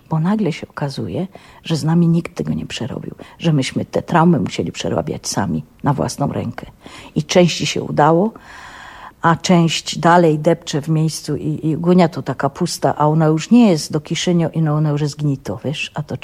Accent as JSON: {"language": "Polish", "region": "Silesian Voivodeship", "country": "Poland", "said": "Ja już jestem Ślązaczką, ja się nią urodziłam, ja nią jestem i ja nią umrę."}